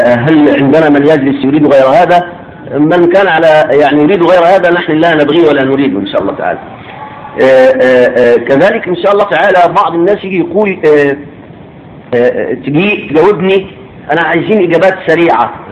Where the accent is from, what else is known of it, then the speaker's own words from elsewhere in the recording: Egypt; في بلدنا مصر على الاقل انهم يعرفون ولا يفقهون